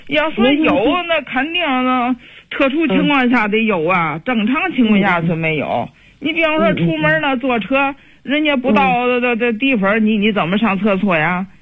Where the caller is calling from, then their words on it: Langfang, Hebei, China; 河北廊坊。